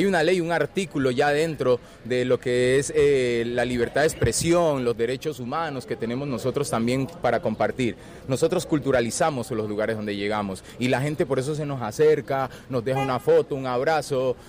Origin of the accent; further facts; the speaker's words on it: Cali, Valle del Cauca, Colombia; now in Argentina; Yo soy de Colombia, de Cali, mi papá es colombiano, mi mamá es ecuatoriana, mi esposa es de Trenquelauquen, de acá de Argentina.